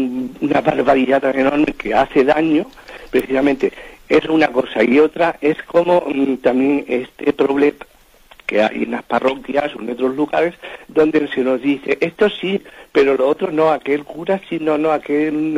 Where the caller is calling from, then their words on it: Madrid, Community of Madrid, Spain; aquí de Madrid.